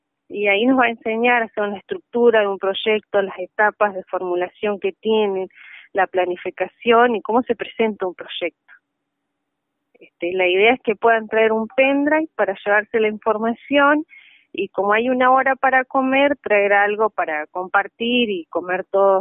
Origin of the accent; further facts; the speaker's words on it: El Hoyo, Chubut, Argentina; No, somos todas del Hoyo.